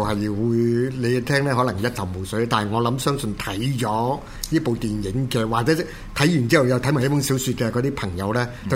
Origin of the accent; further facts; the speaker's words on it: China; 這個最啱我哋中國人去講呢